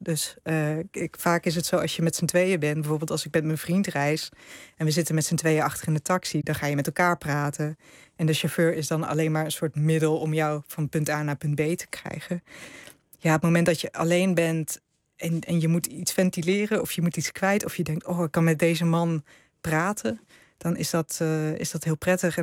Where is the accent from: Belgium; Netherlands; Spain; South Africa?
Netherlands; Hij vroeg natuurlijk waar ik vandaan kom. En ik zei ja, uit Nederland. En toen bleek uiteindelijk dat, nou ja, mijn vader is een Indo en zijn vader was een Hollander.